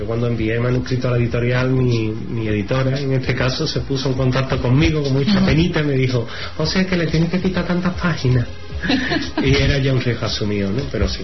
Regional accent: Seville, Andalusia, Spain; De Sevilla, evidentemente, en mi tierra me he hartado de escribir.

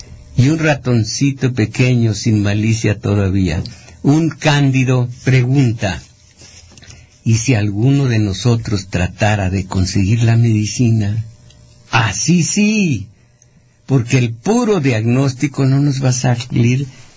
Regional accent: Mexico; Todos somos mexicanos, todos somos iguales.

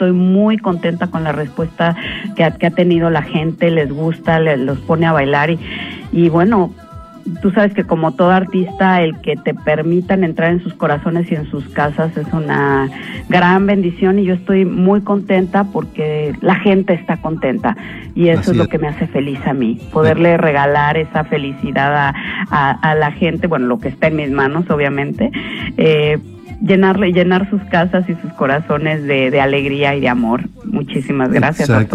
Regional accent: Mexico City, Mexico; now in Montreal, Canada; Bueno, yo nací en el Distrito Federal. Allá nací, allá crecí, allá me hice abogada.

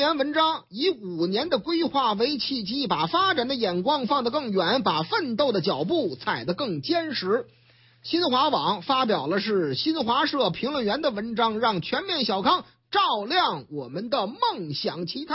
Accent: Shanghai, China; now in Beijing, China; 虽然说我老家上海嘛

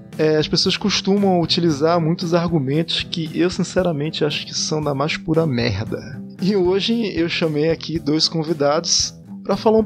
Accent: Manaus, Amazonas, Brazil; Pra quem não sabe, eu sou lá de Manaus, capital do norte do Amazonas

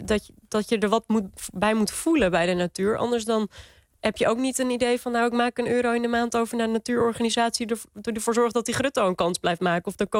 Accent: North Holland, Netherlands; Dit riet wuifde in de Kalverpolder. En dat is in de Zaanstreek. Daar ben ik opgegroeid.

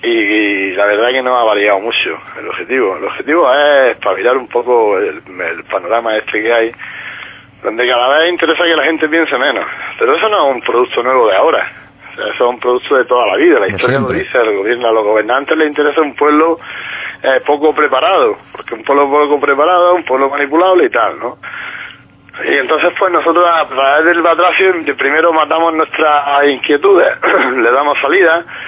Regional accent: Motril, Andalusia, Spain; No, yo soy de Motril.

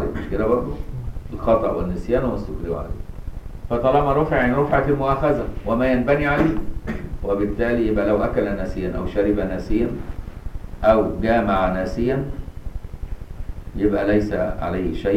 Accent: Egypt; في مصر عندنا سلطة كل المذاهب عندنا في مصر

